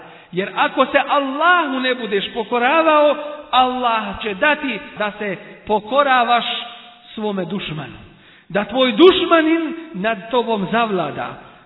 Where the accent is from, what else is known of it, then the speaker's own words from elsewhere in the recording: Bosnia & Herzegovina; Kod nas u Bosni, ako nije jedan dio, ako nije cijelu, onda jeste jedan dio.